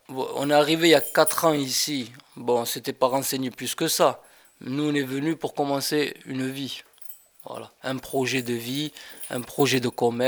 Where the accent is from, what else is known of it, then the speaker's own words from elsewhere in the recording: Villeneuve-sur-Lot, Nouvelle-Aquitaine, France; born there; À Villeneuve-sur-Lot, dans le Lot-et-Garonne. Dans le 47.